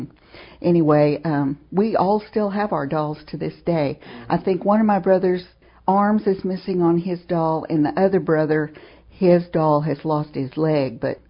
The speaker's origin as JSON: {"language": "English", "town": "Tahlequah", "region": "Oklahoma", "country": "United States", "said": "I'm from Tahlequah, Oklahoma, and I want to tell a story about my rag doll."}